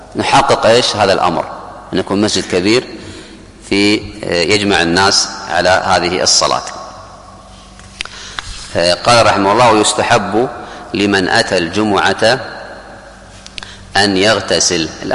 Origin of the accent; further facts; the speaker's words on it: Kuwait; حتى عندنا في الكويت في قبل 30-40 سنة اللي أذكر